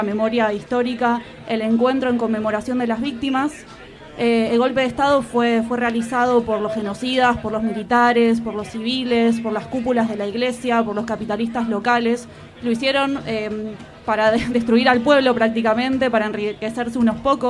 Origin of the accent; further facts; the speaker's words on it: Argentina; now in Spain; hacemos asambleas haciendo balances políticos de lo que sucede en Argentina, pero también apoyamos las causas que pasan aquí en el Estado español, porque vivimos aquí